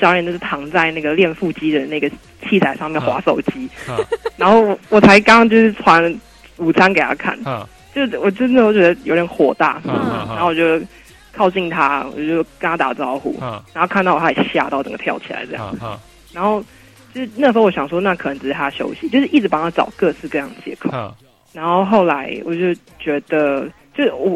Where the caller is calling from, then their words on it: Taoyuan, Taiwan; 我是桃园的